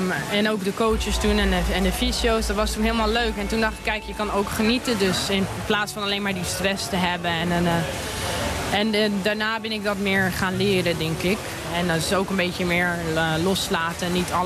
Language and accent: Dutch; France; also born or lived in Netherlands; now in Germany; ik ben in Nederland geboren. Maar dan... Mijn ouders zijn naar Frankrijk gegaan toen ik 7, 8 jaar was. En toen zelf in Frankrijk getraind. Nou, nu Duitsland.